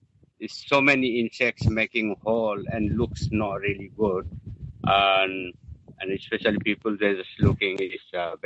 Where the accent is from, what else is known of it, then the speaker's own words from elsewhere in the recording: Assam, India; English is a second language; now in Hong Kong; I'm from India, from Assam.